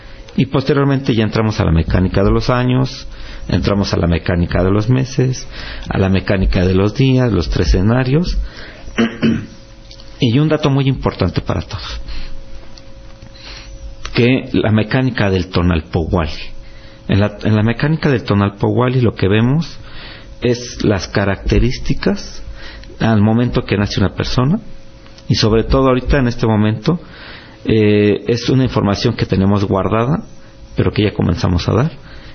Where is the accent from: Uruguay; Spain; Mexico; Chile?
Mexico; muchos mexicanos poseemos apellidos. En mi caso, pues … ¿no? Entonces existe una provincia en León, España, pero yo no soy de León, España. Tenemos un origen nativo autóctono